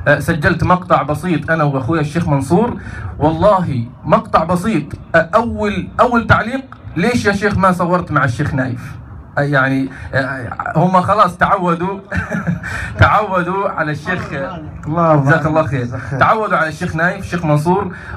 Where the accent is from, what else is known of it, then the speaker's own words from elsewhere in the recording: Egypt; فعلا اليوتيوب كان لي أثر كبير جدا في الشباب عندنا في مصر